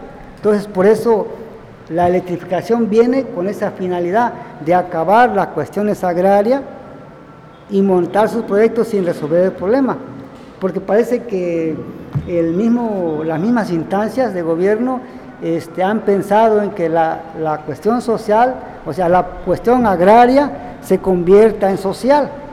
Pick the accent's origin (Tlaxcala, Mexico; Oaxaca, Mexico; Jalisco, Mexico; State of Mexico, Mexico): Oaxaca, Mexico; nosotros como oaxaqueños no aceptamos pertenecer al nuevo municipio